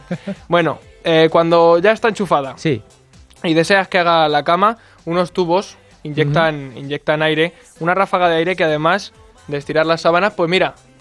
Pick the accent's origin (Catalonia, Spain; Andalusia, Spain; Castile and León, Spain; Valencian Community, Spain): Andalusia, Spain; Utrera; en forma de vianda típica de mi pueblo, el famoso mostachón de Utrera.